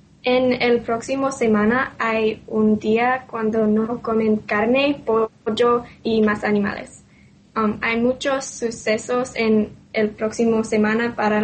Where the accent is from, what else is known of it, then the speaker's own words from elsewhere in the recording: United States; Spanish is a second language; now in Thailand; soy de los Estados Unidos.